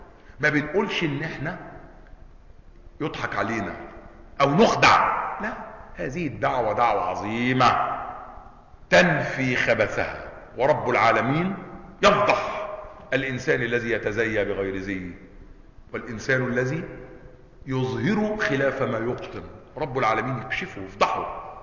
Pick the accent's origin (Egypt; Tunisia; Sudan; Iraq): Egypt; ليس مثلنا احنا مصريين، انت كذا